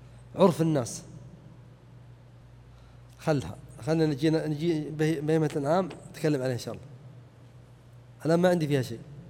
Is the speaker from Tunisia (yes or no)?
no; Najd, Saudi Arabia; لأنه يصعب خاصة عندنا في نجد أن تباع الإبل بكميات كثيرة وهي صغيرة